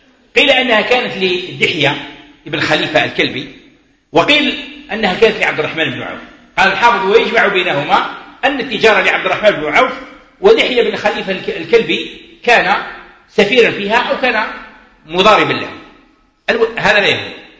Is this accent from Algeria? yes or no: yes; Algeria; عندنا احنا كجزائريين عندنا لباس، عندنا معروف، عندنا القشابة، عندنا القندورة، عندنا البرنوس